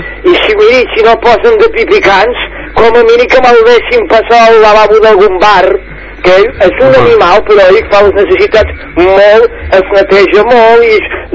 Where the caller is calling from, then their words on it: Barcelona, Catalonia, Spain; jo sóc aquí, veí de Sants, de la plaça Osca.